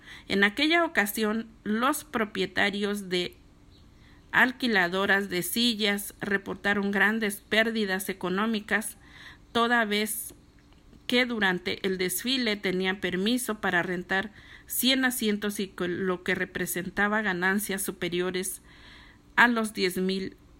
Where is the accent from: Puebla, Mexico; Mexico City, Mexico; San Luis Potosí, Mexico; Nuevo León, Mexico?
Puebla, Mexico; Bueno, digo paisanos porque yo soy de Puebla.